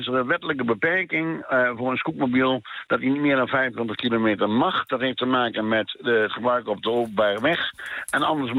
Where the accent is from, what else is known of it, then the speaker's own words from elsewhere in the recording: Overijssel, Netherlands; Dat zijn de boeren vroeger, bij ons in Twente.